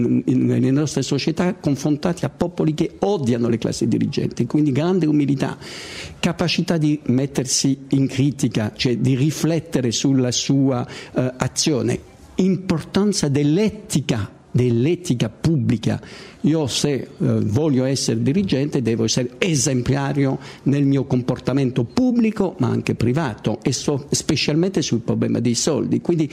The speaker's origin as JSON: {"language": "Italian", "country": "France", "second_language": "Italian", "lives_now": "Italy", "said": "Io lo dico come francese"}